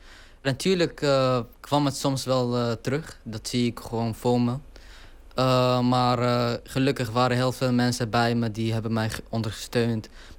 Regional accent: Deir ez-Zor, Deir ez-Zor Governorate, Syria; Dutch is a second language; now in Netherlands; Ik kom uit Syrië oorspronkelijk. En de dialect die ik eigenlijk spreek in het film is Deresor. Dat is mijn stad. Die dialect lijkt op de Irakese dialect.

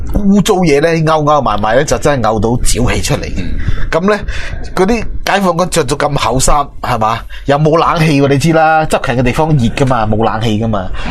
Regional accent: Macau; 好，好啊，我哋澳门人

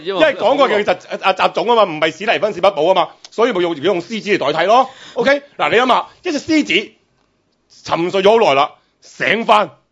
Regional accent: China; 以我哋中国人嚟讲，最叻系咩啊？

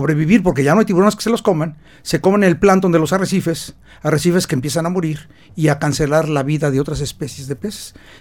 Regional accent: Mexico City, Mexico; moved away; ya llevo aquí 30 años, soy chilango de origen, ya me perdonaron después de 30 años

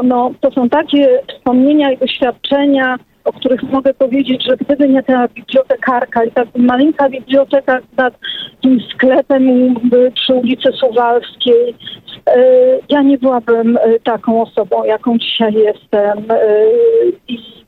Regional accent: Warsaw, Masovian Voivodeship, Poland; Ja się też wychowałam na warszawskiej Pradze, urodziłam się na Stalowej, wychowałam się na Brudnie.

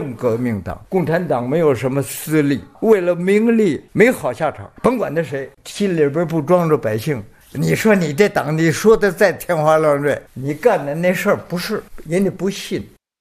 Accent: Beijing, China; 今年整90岁，党龄69年。我土生土长在卢沟桥

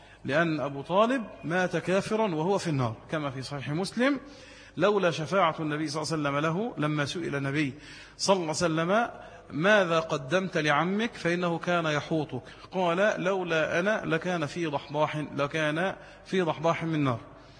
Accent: Egypt; قلت انا مواطن مصري ولي حرية التنقل في البلد

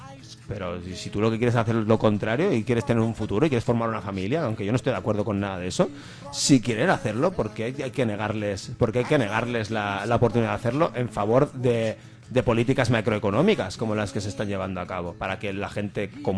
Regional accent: Catalonia, Spain; cada vez que yo como catalán salgo de Cataluña y me insulte la gente de a pie en sitios, en cuanto se enteran que soy catalán, me insultan.

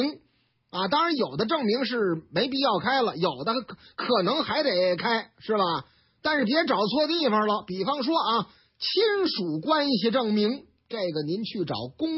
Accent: Shanghai, China; 说是上海南京路啊，我老家

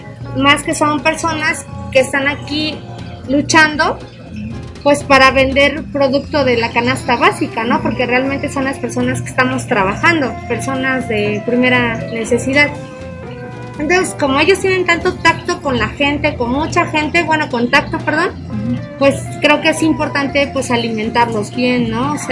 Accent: Mexico; creo que es parte de como mexicanos entender la situación

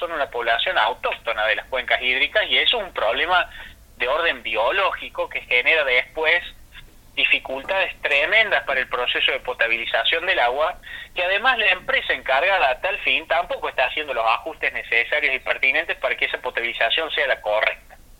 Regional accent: Córdoba, Argentina; si yo me voy, que soy de Córdoba, se me ocurre tomar agua de una cabaña, que me voy un fin de semana a Tanti

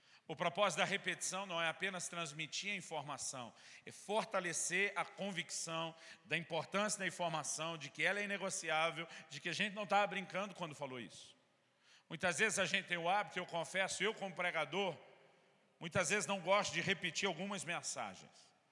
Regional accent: São Paulo, Brazil; para nós, no interior de São Paulo, onde me criei, a gente chamava só de um pé de uva. Porque paulista

